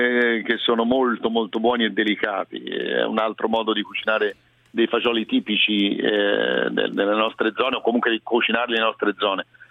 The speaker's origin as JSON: {"language": "Italian", "town": "Florence", "region": "Tuscany", "country": "Italy", "said": "Anche in questo sono fiorentino centrico, toscano centrico"}